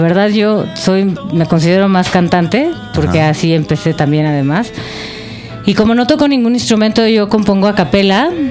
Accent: Acapulco, Guerrero, Mexico; also born or lived in Matamoros; Me considero más acapulqueña porque me crié en Acapulco y de Matamoros la verdad no conozco nada

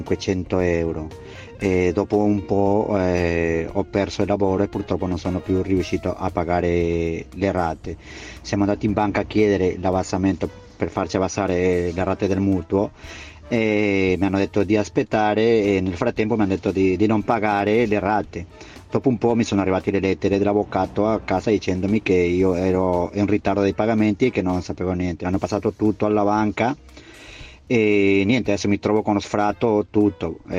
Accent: Peru; now in Italy; Sono peruviano, vivo in Italia da 29 anni e sono sposato con 4 figli.

